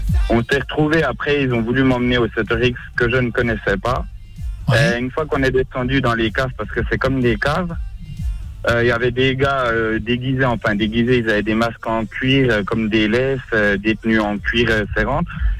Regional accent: Paris, Île-de-France, France; C'est ça, exactement, plein Montmartre, ouais.

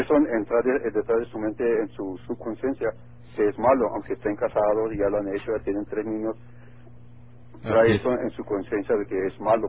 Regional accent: Mexico; also born or lived in United States; Yo soy mexicano, pero nacido en United States.

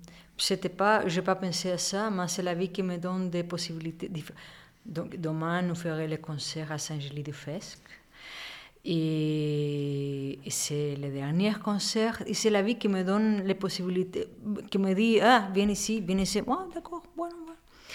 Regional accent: Chile; also born or lived in Spain; Oui, non, je suis chilienne et oui, je reste là-bas, mais je suis aussi d'Espagne. J'ai habité beaucoup d'années là-bas.

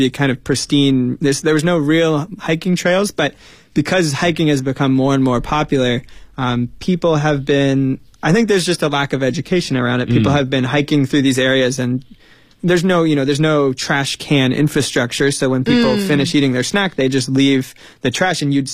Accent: United States; I grew up in the United States and I learned about it as a kid.

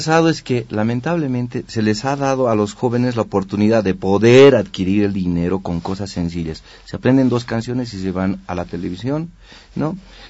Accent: El Alto, La Paz, Bolivia; Sí, bueno, he crecido, ¿no? Desde mi niñez en Ciudad Satélite

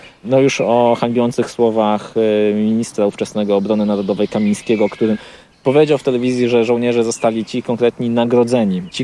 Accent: Gdańsk, Pomeranian Voivodeship, Poland; No, jestem z Gdańska.

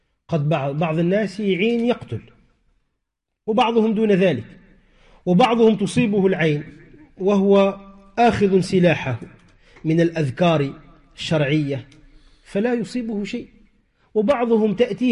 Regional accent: Tunisia; عندنا في تونس غالبا ماذا يقولون

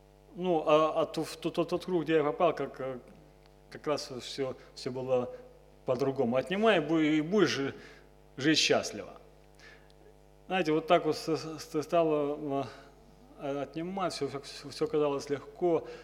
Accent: Nevinnomyssk, Stavropol Krai, Russia; Приехал я с Кавказа, Северного Кавказа, со Ставрополя, город Невинномысск.

